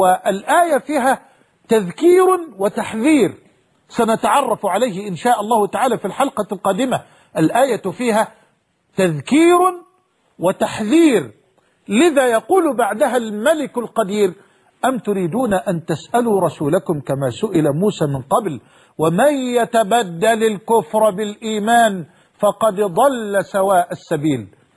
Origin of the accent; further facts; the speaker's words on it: Egypt; وأسأل الله سبحانه وتعالى أن يحفظ بلدنا مصر